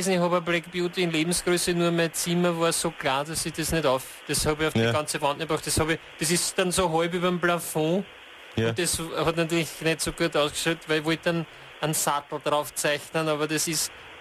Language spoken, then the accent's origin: German; Waldzell, Upper Austria, Austria; also born or lived in Ried im Innkreis; Aufgewachsen in Waldzell. Selbstverständlich.